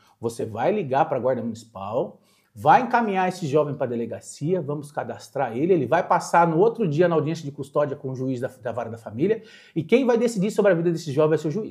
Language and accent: Portuguese; Mogi das Cruzes, São Paulo, Brazil; Eu sou de Jundiapeba, nascido em Jundiapeba. Lá era um bairro extremamente violento.